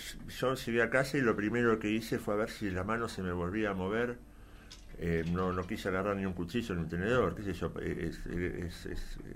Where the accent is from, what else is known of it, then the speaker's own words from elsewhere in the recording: Ciudad Evita, Buenos Aires Province, Argentina; yo soy de Ciudad Evita, por ejemplo, sí. oriundo